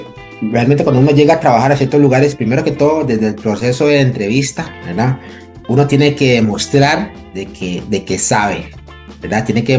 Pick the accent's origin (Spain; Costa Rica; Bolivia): Costa Rica; Limón; first language Limonese Creole English; Spanish is a second language; mi lengua materna, mi primer, que es una variante lingüística del inglés, que hablamos en Limón